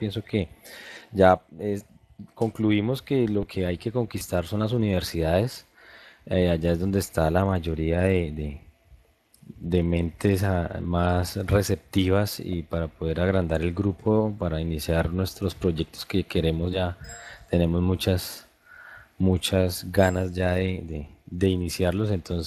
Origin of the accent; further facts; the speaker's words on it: Líbano, Tolima, Colombia; now in Ibagué, Colombia; yo soy acá pues, de la ciudad de Ibagué, conozco el bueno, soy del Líbano, Tolima, pero vivo acá en Ibagué